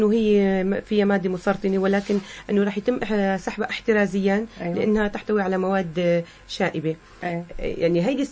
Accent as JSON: {"language": "Arabic", "country": "Syria", "said": "نحن كإعلام سوري"}